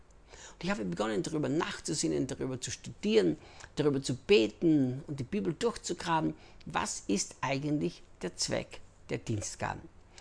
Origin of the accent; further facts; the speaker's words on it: Austria; also born or lived in United States; now in Brazil; ich bin Österreicher, in Österreich geboren, in Österreich aufgewachsen, lebte dann 10 Jahre in den Vereinigten Staaten, arbeitete bei Morningstar Ministries mit Rick Chonamit und lebe seit 8 Jahren, jetzt fast 9 Jahren schon hier in Brasilien